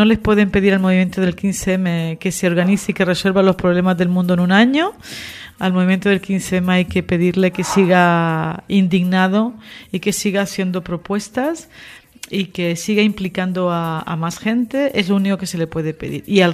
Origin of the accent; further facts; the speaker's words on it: Teror, Canary Islands, Spain; Y además en el pueblo, en Teror, en mi pueblo, pues participé el 15 en una tertulia en la radio